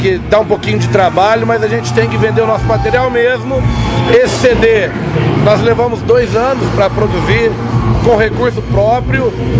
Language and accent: Portuguese; Minas Gerais, Brazil; Nós somos bem mineiros, bem regionais. Todo mundo tem essa vivência bucólica, de roça.